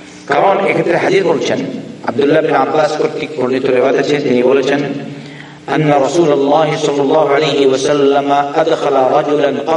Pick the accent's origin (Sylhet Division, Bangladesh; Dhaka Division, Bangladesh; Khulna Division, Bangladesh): Sylhet Division, Bangladesh; আমি তো সিলেটের মানুষ, দেখলাম না গরম।